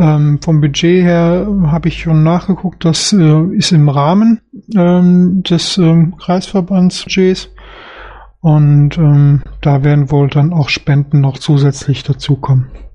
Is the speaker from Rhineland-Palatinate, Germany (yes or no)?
no; Solingen, North Rhine-Westphalia, Germany; Also ich komme ja aus Solingen